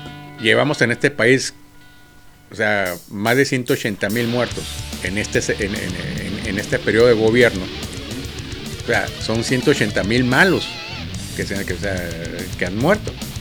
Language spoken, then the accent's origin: Spanish; Mexico; lo que estamos ahorita viviendo nosotros como mexicanos